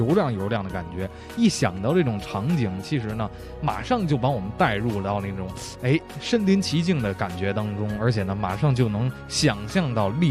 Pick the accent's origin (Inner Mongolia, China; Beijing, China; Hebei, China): Beijing, China; 所以特别受到咱们北京人的喜欢。